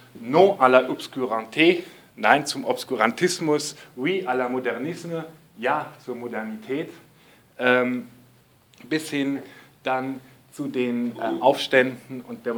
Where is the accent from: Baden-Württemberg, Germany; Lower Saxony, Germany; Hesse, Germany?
Hesse, Germany; Frankfurt; denn das war für uns ja Besatzung als Frankfurter